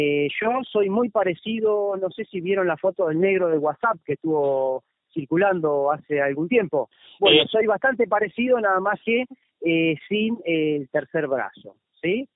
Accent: Argentina; now in Ecuador; yo soy un emprendedor, soy argentino, soy un ganador nato

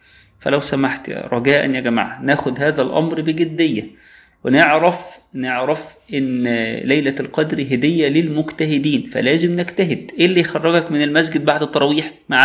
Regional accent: Egypt; كون إن هي مش عندنا في مصر ليلة وترية،

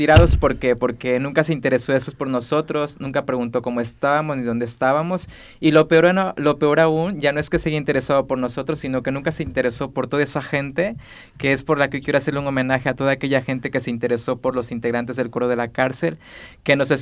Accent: Mexico; Bueno, rolota, como yo soy mexicano, quiero decir que rolota es canción, música, ¿vale?

